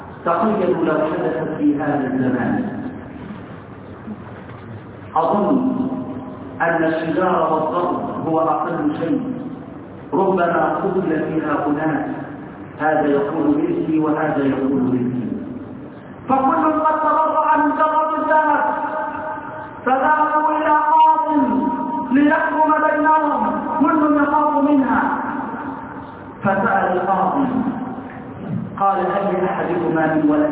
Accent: Egypt; اللهم اصلح حال بلدنا مصر

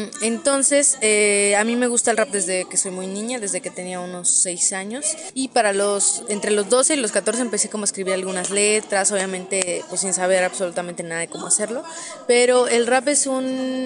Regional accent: Tlaxco, Tlaxcala, Mexico; Yo soy de Tlaxco, Tlaxcala.

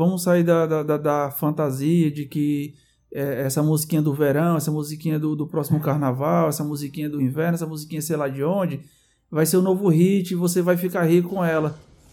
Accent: Fortaleza, Ceará, Brazil; a gente tá aqui em Fortaleza, a gente é daqui de Fortaleza. O Júnior é catarinense, eu sou fortalezense.

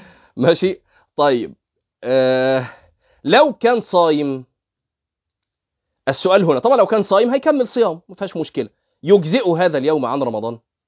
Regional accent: Egypt; دي الصوره المشهوره المنتشره عندنا في مصر

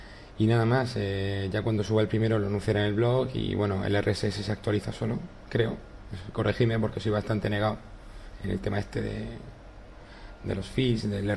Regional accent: Murcia, Region of Murcia, Spain; soy de Murcia y nada, esta es una segunda prueba de podcast

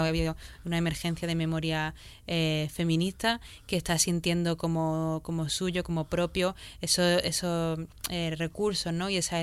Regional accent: Granada, Andalusia, Spain; yo me crié en Granada también

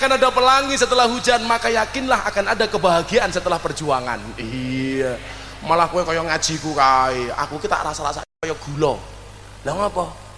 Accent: Demak, Central Java, Indonesia; kita orang Demak yang merupakan kota wali, kita pertahankan tradisi-tradisi para wali.

